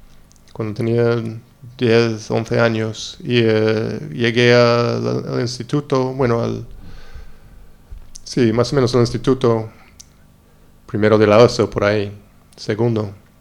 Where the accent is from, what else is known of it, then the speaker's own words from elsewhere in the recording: Long Island, New York, United States; Sí, claro, yo soy de la Isla Larga, Long Island, cerca de Nueva York.